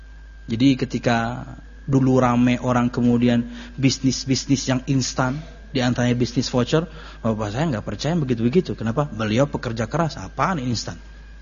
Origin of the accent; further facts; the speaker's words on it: Pekalongan, Central Java, Indonesia; born there; Saya dan kakak saya itu, saya nomor 6 dia nomor 5, kami berdua lahir di Pekalongan sebenarnya.